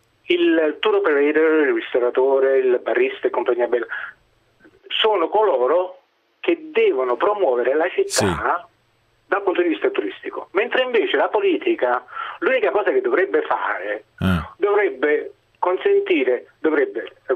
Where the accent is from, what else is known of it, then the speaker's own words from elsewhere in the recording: Naples, Campania, Italy; No, io sono italiano, sono napoletano.